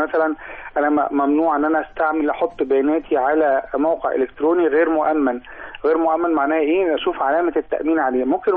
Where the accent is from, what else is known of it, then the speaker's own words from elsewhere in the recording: Egypt; أنا مجلس الوزراء عندنا في مصر عمل خطوة ممتازة جدا